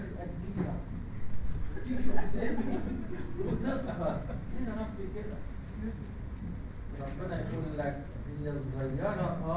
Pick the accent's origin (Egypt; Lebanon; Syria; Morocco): Egypt; سمينا الليشمانيا عندنا في مصر الليشمانيا إنفانتم إنفانت